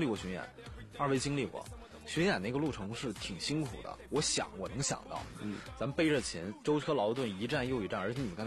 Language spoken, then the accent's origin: Chinese; Shenyang, Liaoning, China; 在沈阳，在我老家那边